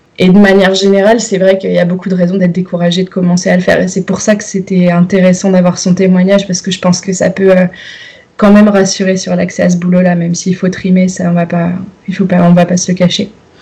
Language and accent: French; Nouvelle-Aquitaine, France; j'ai grandi en Dordogne dans un bled. Ensuite, je suis allée à Sciences Po à Bordeaux pendant 4 ans. Ensuite, je suis allée à l'ESJ Lille